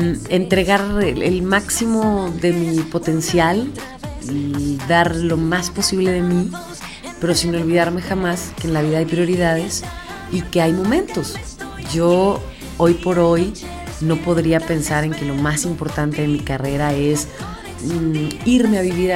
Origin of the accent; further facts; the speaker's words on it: Mexico; Pero mi prioridad es México, mi prioridad es mi lenguaje, mi música, mis raíces.